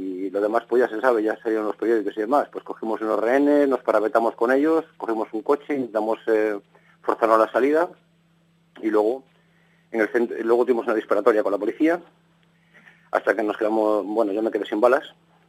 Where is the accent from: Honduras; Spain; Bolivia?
Spain; Vigo, Galicia; Sí, yo soy gallego de Vigo. Nací pues en no sé cómo decirte, muy pobre.